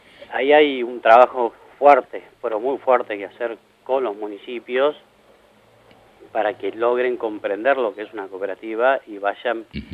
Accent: Morón, Buenos Aires Province, Argentina; No, yo no soy de Moreno, soy de Morón.

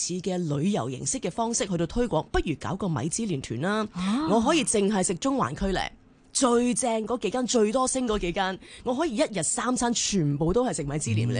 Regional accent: Hong Kong; 我哋香港人中意食嘢咧，

